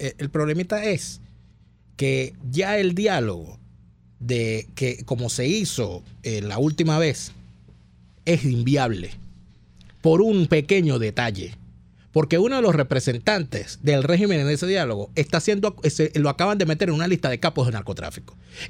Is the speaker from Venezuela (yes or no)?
yes; Venezuela; nosotros lo invalidábamos como venezolanos